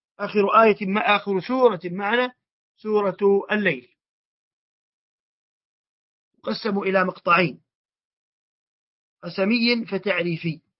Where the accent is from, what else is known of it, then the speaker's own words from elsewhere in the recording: Hijaz, Saudi Arabia; accent: Hijazi; دسه أي أخفه بالعامية عندنا في الحجاز وربما في مناطق أخرى،